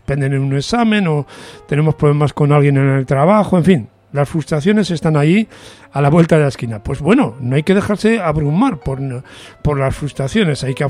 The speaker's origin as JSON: {"language": "Spanish", "region": "Catalonia", "country": "Spain", "said": "muchos amigos míos, tanto catalanes como españoles, o que se sienten las dos cosas, como yo, y que no caemos en la trampa de tener que sentirnos nada más una de esas dos cosas"}